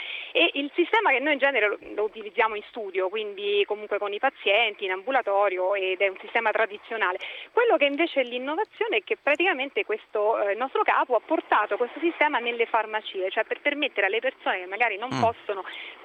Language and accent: Italian; Rome, Lazio, Italy; Esatto, no, sono di Roma.